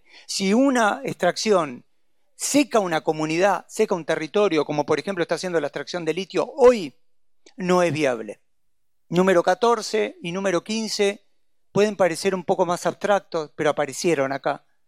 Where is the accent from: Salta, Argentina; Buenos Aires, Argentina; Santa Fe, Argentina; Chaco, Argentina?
Buenos Aires, Argentina; Yo soy de la Paternal y quiero que Buenos Paternal sea vivible